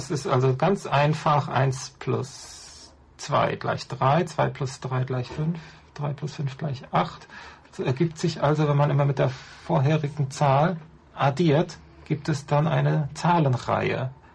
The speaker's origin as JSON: {"language": "German", "region": "North Rhine-Westphalia", "country": "Germany", "said": "Ich komme aus dem Rheinland, so in dieser Gegend Eifel, Nordrhein-Westfalen"}